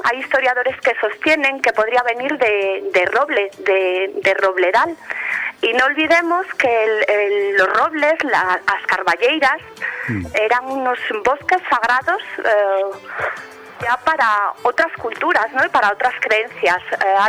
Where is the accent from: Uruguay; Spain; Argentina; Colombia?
Spain; Castile and León; en mi tierra, en el Bierzo, hay un pueblo que se llama Ira da Pedra